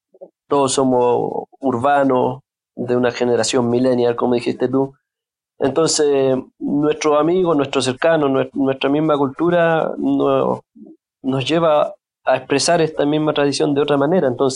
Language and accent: Spanish; Chile; no, yo soy chileno